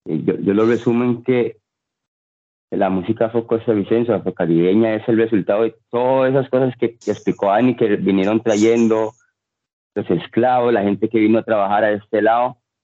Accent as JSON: {"language": "Spanish", "region": "Limón", "country": "Costa Rica", "said": "Eso es lo que soy yo, yo soy músico del Caribe costarricense."}